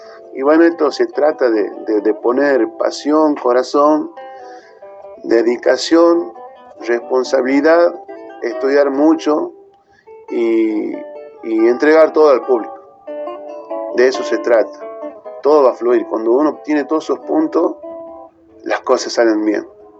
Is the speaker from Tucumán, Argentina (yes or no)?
yes; San Pablo, Tucumán, Argentina; los autores son de mi pueblo, de San Pablo